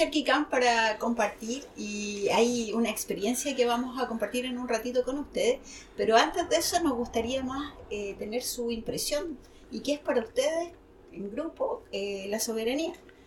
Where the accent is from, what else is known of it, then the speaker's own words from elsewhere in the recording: Rauco, Maule, Chile; de la comuna de Rauco, el sector El Llano. Nací y criada en el campo, en los cerros de Tilicura.